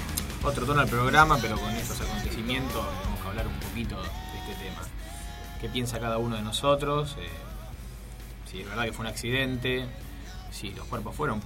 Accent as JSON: {"language": "Spanish", "country": "Argentina", "said": "Ahora, ¿viste cómo somos los argentinos?"}